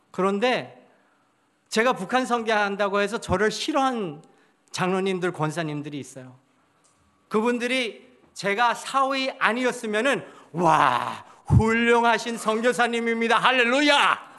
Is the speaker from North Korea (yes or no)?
no; Toronto, Ontario, Canada; moved away; 캘리포니아에 돌아가지 않고 제 고향은 토론토거든요. 토론토로 가지 말고 한국에 나와라는